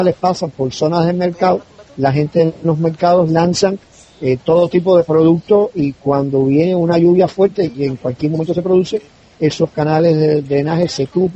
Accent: Havana, Cuba; now in Santa Cruz de la Sierra, Bolivia; aunque yo vivo en Santa Cruz de la Sierra, pero yo soy cubano, nací, viví ahí bastante tiempo, y en una isla

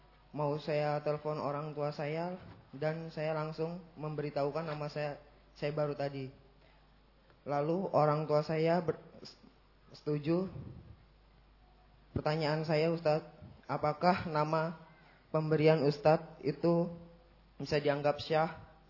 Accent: Tangerang, Banten, Indonesia; Saya dari Tangerang.

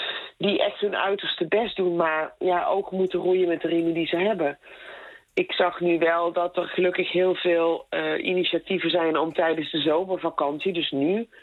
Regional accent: Netherlands; Je denkt er als Nederlander die wel goed onderwijs heeft gekregen nooit zo over na.

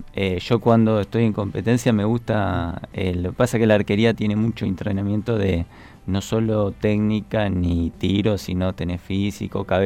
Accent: Rosario, Santa Fe, Argentina; Somos dos rosarinos

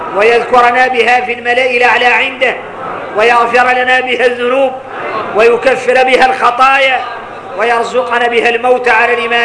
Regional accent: Mauritania; واحنا موريتاني ما شاء الله

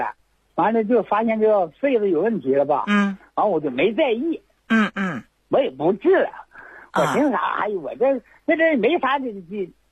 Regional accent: Chaoyang, Liaoning, China; 我是辽宁朝阳，朝阳市人。

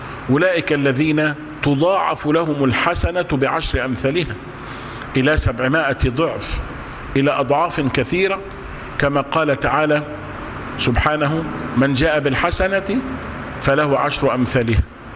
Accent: Egypt; عندنا في مصر منهم كتير

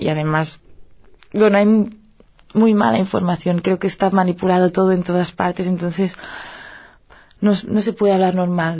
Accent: Catalonia, Spain; first language Catalan; Spanish is a second language; Por otra parte está el idioma. Es mi lengua materna, el catalán.

